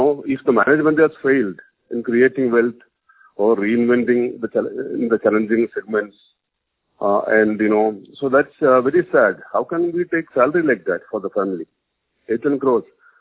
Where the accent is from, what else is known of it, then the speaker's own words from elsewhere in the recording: Kochi, Kerala, India; from Cochin.